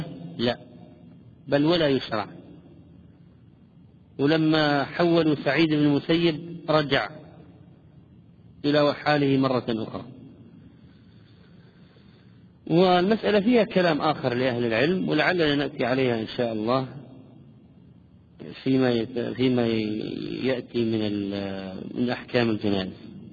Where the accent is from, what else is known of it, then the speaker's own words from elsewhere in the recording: Palestine; عندنا في فلسطين والشام؟ يقولون يسلم راسك أو عظم الله أجركم